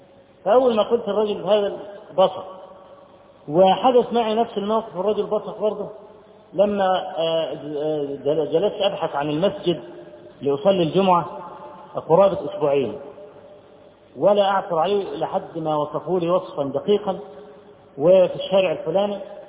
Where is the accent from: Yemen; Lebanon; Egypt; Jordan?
Egypt; فرجل اول ما عرف ان انا من مصر قال براميدس براميدس، يعني الاهرام